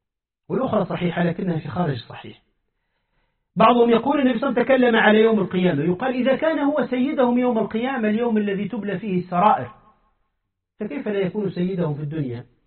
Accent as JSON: {"language": "Arabic", "country": "Tunisia", "said": "كما قال أحد الزنادقة عندنا في تونس"}